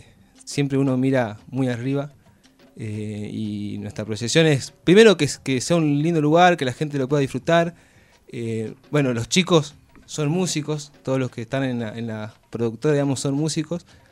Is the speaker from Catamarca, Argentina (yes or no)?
yes; Catamarca, Argentina; Yo soy de Catamarca en particular y el folclore lo llevo adentro. He bailado mucho tiempo desde chango.